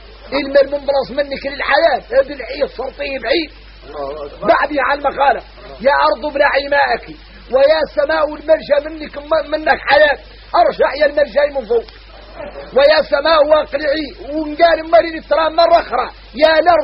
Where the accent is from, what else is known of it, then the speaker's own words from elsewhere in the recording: Mauritania; احنا موريتاني عندنا عقلية عويليلة ما هي صالح